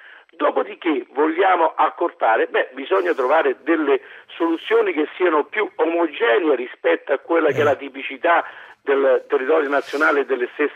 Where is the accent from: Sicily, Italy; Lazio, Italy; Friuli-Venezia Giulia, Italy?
Lazio, Italy; Fondi; born there; Sono nato a Fondi, sono orgoglioso di essere nato a Fondi